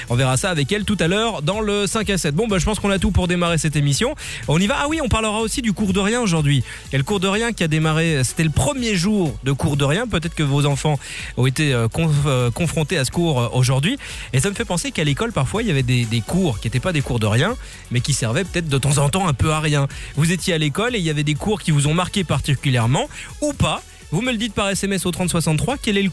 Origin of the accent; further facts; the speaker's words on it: Belgium; chez nous en Belgique